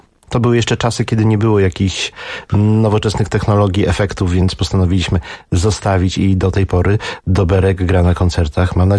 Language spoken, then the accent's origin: Polish; Gdynia, Pomeranian Voivodeship, Poland; A ja jestem prostym chłopakiem z Grabówka i lubię i kocham to, co mam.